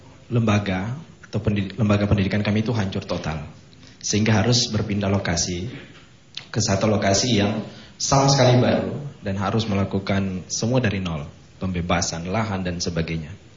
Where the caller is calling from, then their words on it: Ambon, Maluku, Indonesia; Saya dari Ambon ingin menanyakan dan ingin meminta beberapa penjelasan.